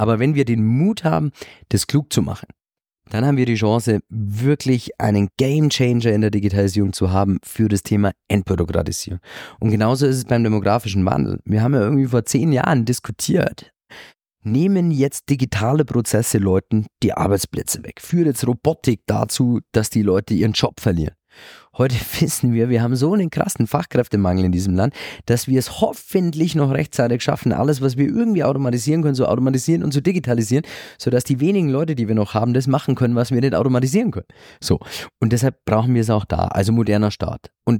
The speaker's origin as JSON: {"language": "German", "region": "Bavaria", "country": "Germany", "said": "ich trete in Bayern etwas weniger, als Bayer in Berlin etwas weniger"}